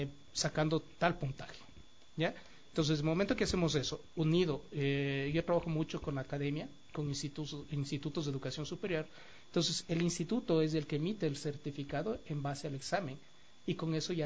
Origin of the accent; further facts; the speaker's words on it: Ecuador; nosotros como ecuatorianos nos estamos trayendo un producto